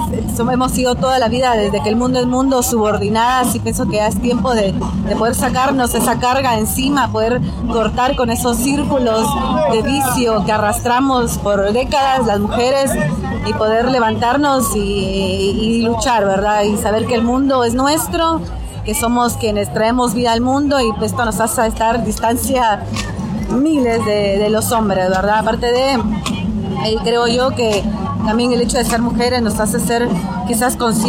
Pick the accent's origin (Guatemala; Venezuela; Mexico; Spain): Guatemala; moved away as an adult; now in Argentina; soy guatemalteca de origen, vivo en la Argentina hace 10 años, tengo 29 años, soy mamá de dos niños.